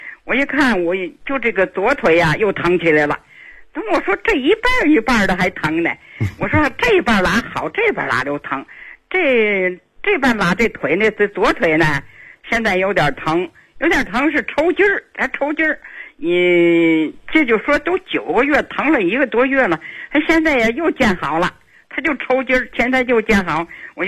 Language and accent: Chinese; Tianjin, China; 我是天津的人。